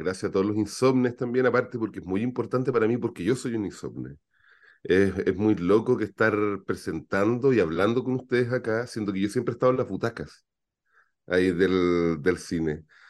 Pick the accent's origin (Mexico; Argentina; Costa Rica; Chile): Chile; ellos me preguntaron, ¿de dónde eres? Y yo les dije, de Chile, justamente.